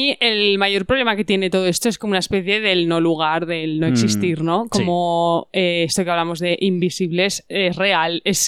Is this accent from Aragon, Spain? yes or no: yes; Aragon, Spain; nos meten en el saco de, pues que sois españoles. En el sentido de, bueno, bien, igual somos un pueblo de España. Pero que yo hay veces que me identifico, o sea, como que mi identidad aragonesa